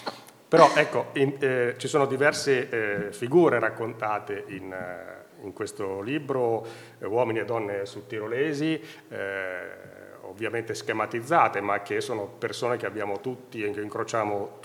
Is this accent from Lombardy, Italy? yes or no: no; Bologna, Emilia-Romagna, Italy; born there; now in Bolzano, Italy; in quanto anch'io non sono altoatesino, sono nato a Bologna, mi sono trasferito ormai 12 anni fa